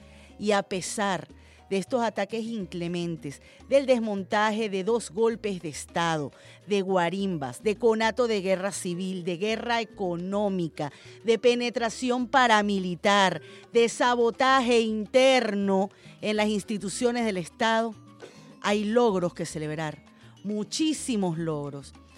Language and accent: Spanish; Venezuela